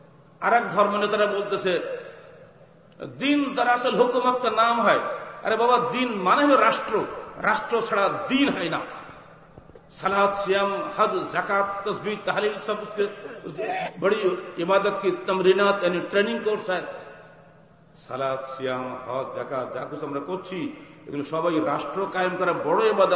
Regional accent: Bangladesh; আমি বাংলাদেশি, আমি বাংলা ভাষায় আমার দেশের তবলিগ করব

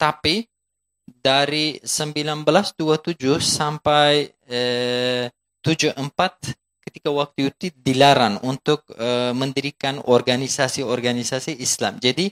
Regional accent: Turkey; Indonesian is a second language; Kami sekarang sebagai orang Turki

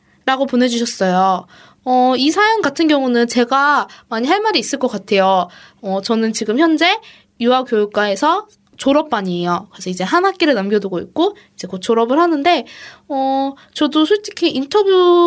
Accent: South Korea; 저는 저는 한국에서 한국 사람이고 여기서 몇 년 다녔고

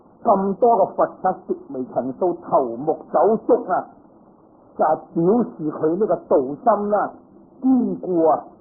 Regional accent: Guangdong, China; 佢唔係同我哋廣東人咁啦

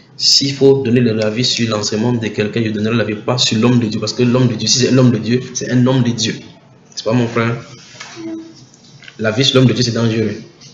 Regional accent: Martinique; je suis des Antilles, la Martinique.

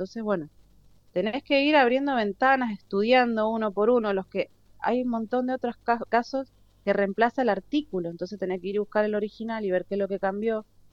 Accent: Mendoza, Argentina; no como politóloga y como ciudadana y como mendocina, me parece ridículo directamente

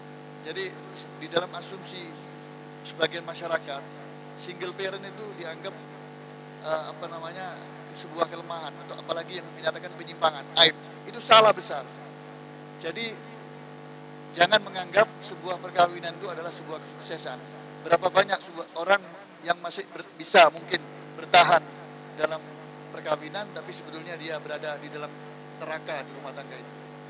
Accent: Malang, East Java, Indonesia; Ada yang ini di daerah saya Malang, itu percaya diri bahwa dia bisa membimbing

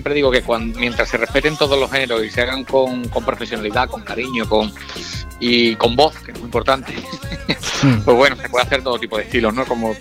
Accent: Andalusia, Spain; de andaluz y ejerzo de andaluz, ¿no? Y esté en Madrid, esté en Barcelona, en París, en Nueva York o en Londres, donde haya ido siempre he ejercido como andaluz y orgulloso, ¿no?, de mi tierra.

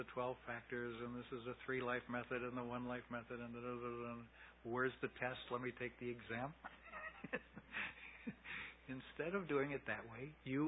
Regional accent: United States; but I'm an American. And so I didn't grow up with the idea of rebirth.

